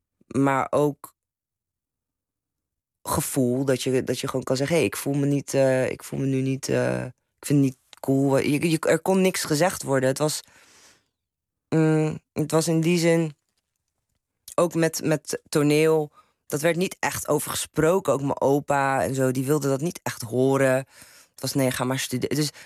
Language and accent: Dutch; Turkey; now in Netherlands; maar als Turks meisje kan ik ook wel literatuur bewerken, hoor. En ik kan dat ook spelen.